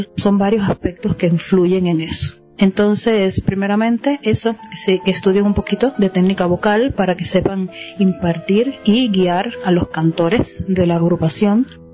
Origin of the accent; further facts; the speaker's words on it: Cuba; el gran movimiento coral que existe en mi país. Yo, en Cuba hay un gran desarrollo coral